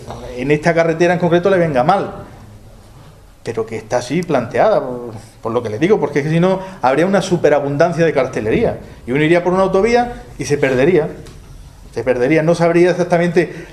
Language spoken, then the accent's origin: Spanish; Granada, Andalusia, Spain; Caballero, si yo soy granadino.